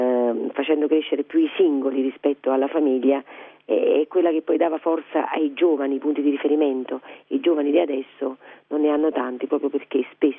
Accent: Naples, Campania, Italy; lei giustamente non è napoletana, io sono napoletana

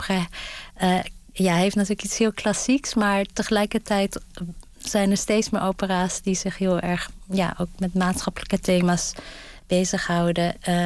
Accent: Gelderland, Netherlands; ik ben in Gelderland opgegroeid, in de buurt van de Veluwe en het Krillemuller Museum.

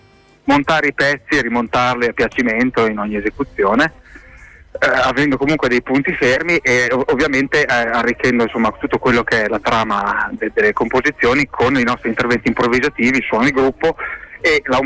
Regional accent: Modena, Emilia-Romagna, Italy; Io sono di Modena.

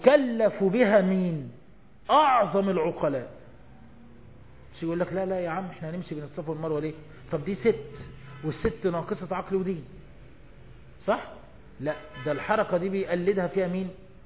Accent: Egypt; زي نهر النيل كده ما ماشي عندنا في مصر

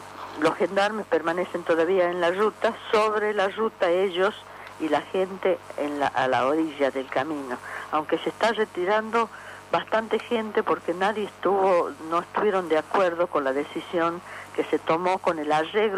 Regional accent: Libertador General San Martín, Jujuy, Argentina; Yo soy de Libertador General San Martín.

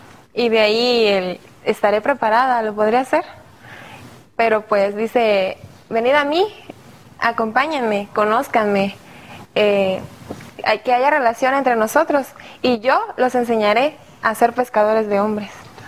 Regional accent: Veracruz, Mexico; Vengo de Veracruz y estudio psicología clínica.

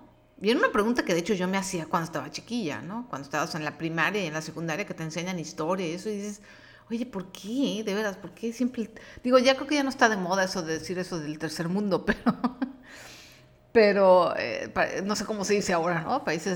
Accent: Mexico City, Mexico; accent: chilango; soy mexicana y yo creo que se nota, ¿no? Por mi acento. Tengo un acento de chilango, centro México, inconfundible.

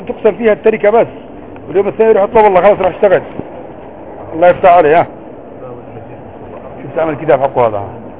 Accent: France; أنا لا أنا فرنسي مش لبناني أصلي.

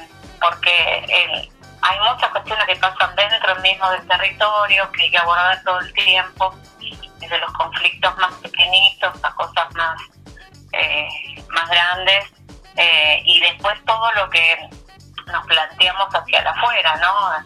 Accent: Guernica, Buenos Aires Province, Argentina; Bueno, para las que somos de Guernica, ir a San Vicente es todo un trayecto.

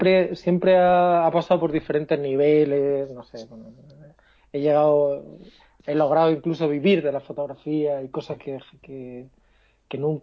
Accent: Asturias, Spain; also born or lived in Madrid / Cádiz; now in Santiago, Chile; soy asturiano y en Madrid. Estudié en Madrid y viví también varios años en Cádiz. Entonces tengo una mezcla de acentos

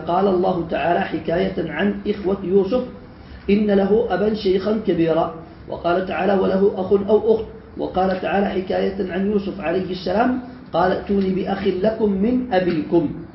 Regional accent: Yemen; وما زال عندنا في اليمن يستخدمون

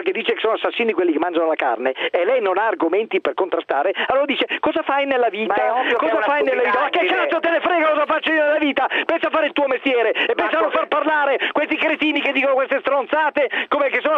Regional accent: Ferrara, Emilia-Romagna, Italy; io sono padano, sono di Ferrara, quindi sono assolutamente padano

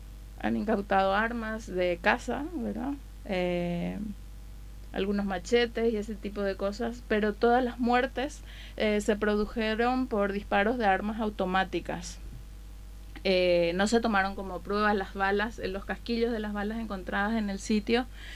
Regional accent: Paraguay; now in Madrid, Spain; soy de Paraguay, como lo habías dicho antes, de Paraguay Resiste en Madrid

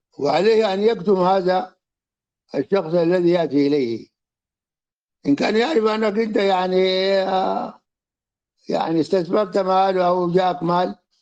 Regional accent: Sudan; يعني مثل الذي كان عندنا في السودان

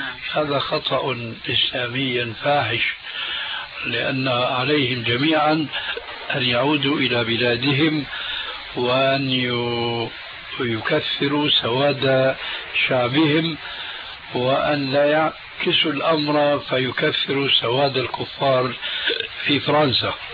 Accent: Syria; هذا موجود عند الصوفية عندنا بسوريا من زمان.

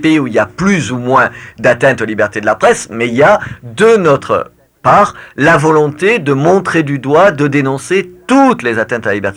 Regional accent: France; Je suis français, la France est régulièrement

